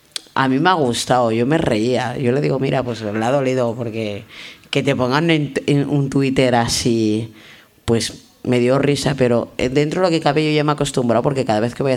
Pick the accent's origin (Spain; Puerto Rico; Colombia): Spain; Soy española. O sea, que si a mí me quieren mandar de vacaciones pagadas, yo encantada, pero soy española, ¿sabes?